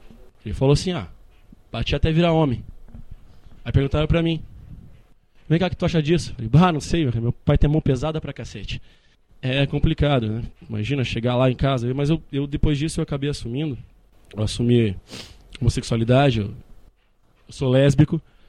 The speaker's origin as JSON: {"language": "Portuguese", "town": "Caxias do Sul", "region": "Rio Grande do Sul", "country": "Brazil", "said": "Eu sou gaúcho, estou de Caxias do Sul."}